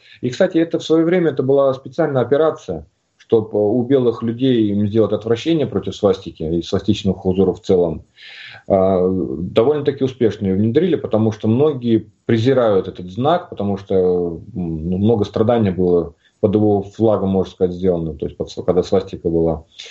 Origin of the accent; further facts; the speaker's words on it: Tomsk Oblast, Russia; Я сам родом из Сибири, в Томской области.